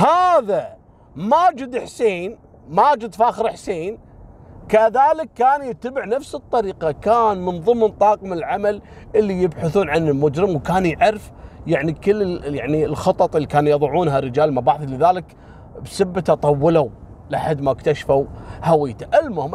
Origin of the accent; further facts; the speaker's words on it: Kuwait; طبعا هو مسوي نفس سالفة خالد الذيب عندنا في الكويت.